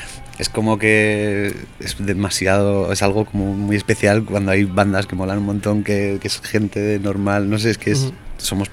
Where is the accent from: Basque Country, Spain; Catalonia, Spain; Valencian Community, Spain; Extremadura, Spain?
Basque Country, Spain; San Sebastián; now in Madrid, Spain; cuando llego a Madrid, porque yo soy de Donosti